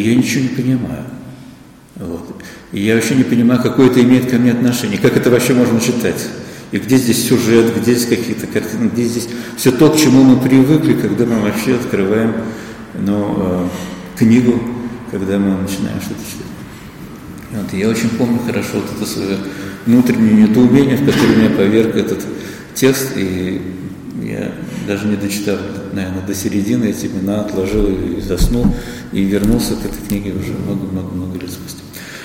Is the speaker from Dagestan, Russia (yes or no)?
no; Moscow, Russia; Но я рос в Москве, и, собственно, это было советское время.